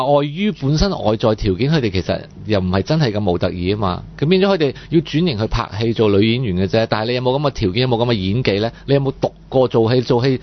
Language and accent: Cantonese; Hong Kong; 我哋香港邊有咁多人啫？人口有老化